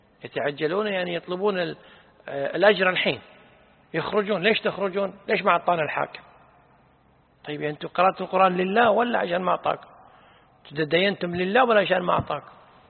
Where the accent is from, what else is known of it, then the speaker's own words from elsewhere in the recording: Kuwait; نحن عندنا بالكويت لا الحين يقول فلان يتشيطن